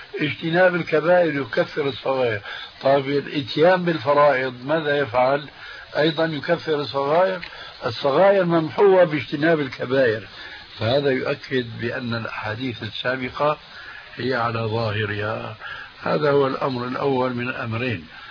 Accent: Syria; وكما يقول عندنا في سوريا: نحط رجلنا بقى مي باردة

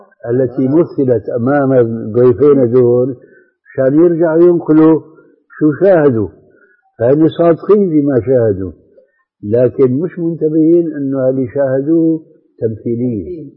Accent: Damascus, Damascus Governorate, Syria; المهم كان عندنا في دمشق شيخ فاضل

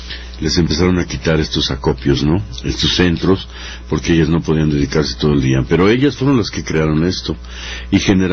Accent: Mexico City, Mexico; Pero yo soy de la Guerrero.

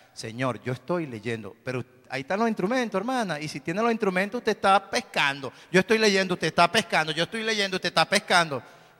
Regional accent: Caracas, Capital District, Venezuela; Yo en el barrio, yo soy de La Vega, en el barrio mío había una muchacha que me gustaba mucho hace tiempo.

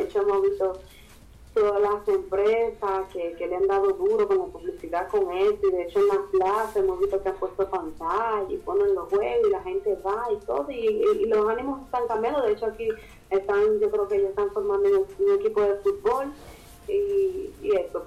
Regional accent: Dominican Republic; accent: Dominican; A mí siempre me dicen que a mí se me nota mucho mi acento dominicano. Yo también noto bastante que soy dominicano en mi acento. Yo obviamente no lo noto porque yo siempre he hablado así.

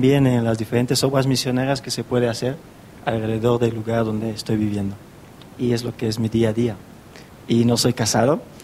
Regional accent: Equatorial Guinea; now in Spain; Yo vengo de Guinea Ecuatorial, de África, pero ahora que estoy aquí, vengo directamente de España, no vengo de mi país. Y estoy aquí estudiando.

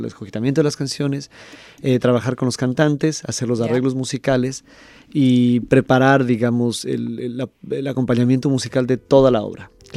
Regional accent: Ecuador; es un honor, honestamente, y como ecuatoriano, un orgullo.

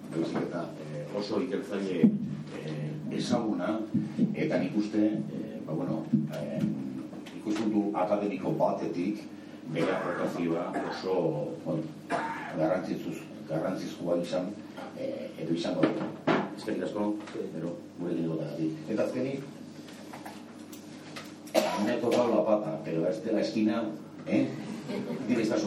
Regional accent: Bilbao, Basque Country, Spain; me he recuperado solo porque soy de Santucho Bilbao

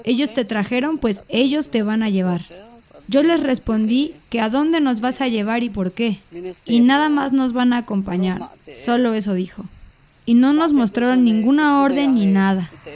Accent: Yoactún, Quintana Roo, Mexico; born there; Yo nací en Yoactún, Quintana Roo.

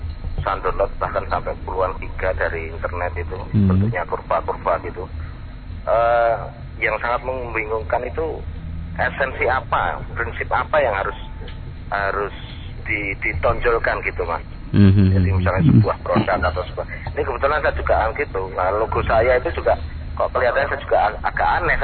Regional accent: Makam Haji, Central Java, Indonesia; Saya juga kelahiran Makam Haji gitu loh. Saya dulu kecilnya juga di Bijilan gitu

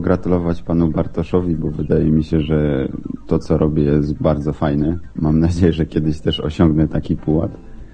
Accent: Rybnik, Silesian Voivodeship, Poland; No bo ja też jestem z Rybnika

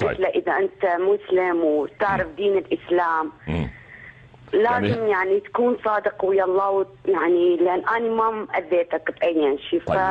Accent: Kurdistan Region, Iraq; first language Kurdish; Arabic is a second language; now in Netherlands; لأن أنا أصلي كردية من شمال العراق.

